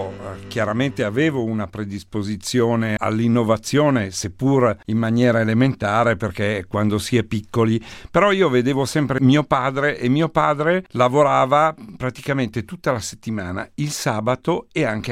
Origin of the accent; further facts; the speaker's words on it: Monza, Lombardy, Italy; Io sono di Monza, ho una grande passione per l'automobilismo